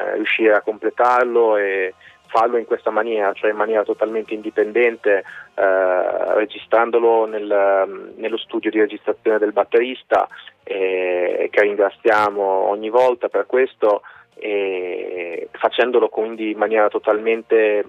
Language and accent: Italian; Rimini, Emilia-Romagna, Italy; Noi siamo di Rimini.